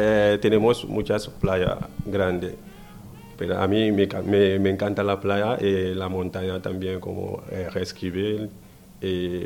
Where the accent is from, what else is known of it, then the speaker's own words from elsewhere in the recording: Conakry, Guinea; Spanish is a second language; now in Irun, Spain; soy de Guinea-Conakry y vivo aquí casi dos años con mi familia.